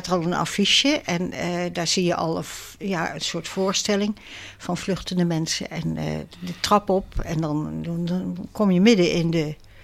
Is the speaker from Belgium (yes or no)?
no; Rijswijk, South Holland, Netherlands; En ik ben zelf uit Rijswijk.